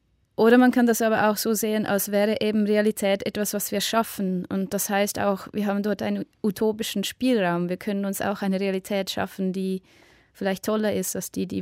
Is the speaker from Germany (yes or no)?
no; Switzerland; ich glaube, dass diese Themen umso wichtiger sind für mich als Schweizer Act quasi anzusprechen